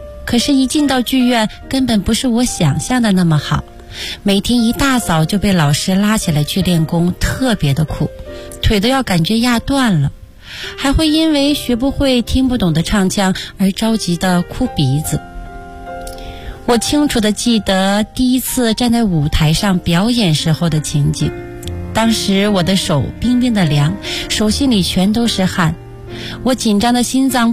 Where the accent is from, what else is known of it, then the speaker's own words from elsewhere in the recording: Acheng, Heilongjiang, China; born there; 我出生在哈尔滨一个叫阿城的小地方，从小我就酷爱着艺术